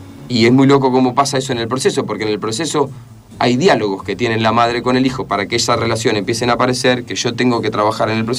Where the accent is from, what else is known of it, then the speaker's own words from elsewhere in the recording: 9 de Julio, Buenos Aires Province, Argentina; Yo soy de 9 de Julio, provincia de Buenos Aires, 55.000 habitantes, no llena la cancha de River.